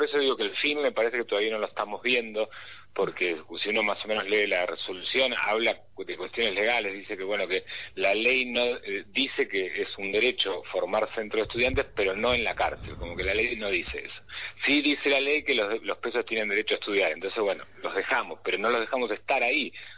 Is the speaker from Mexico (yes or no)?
no; San Cristóbal, Buenos Aires, Argentina; yo hace 12 años que vivo en Devoto. Uh-huh. No nací en Devoto, soy de San Cristóbal